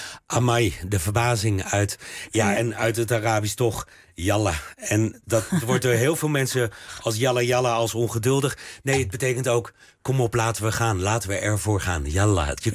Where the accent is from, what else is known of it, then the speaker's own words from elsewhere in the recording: Belgium; Dat is ook waar je als Belg heel erg over verbaast.